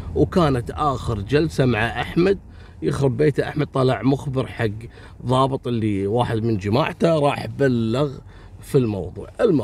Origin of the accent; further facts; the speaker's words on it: Kuwait; حصلت عندنا في الكويت يعني في أول التسعينات